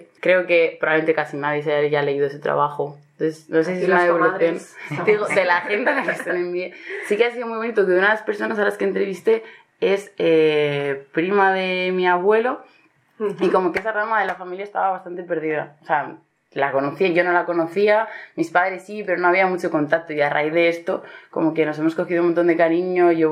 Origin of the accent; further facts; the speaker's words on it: Astillero, Cantabria, Spain; Yo he nacido y crecido en Astillero, pero soy la primera generación de mi familia que nace ahí. Y cuando acabé de bachiller me fui a la Universidad de Bilbao